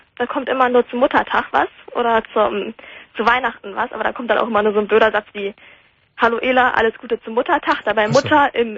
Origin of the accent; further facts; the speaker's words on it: Hamburg, Germany; born there; weil ich wohne jetzt ja auch wieder in Schleswig-Holstein, weil wir sind ja alle gebürtig aus Hamburg.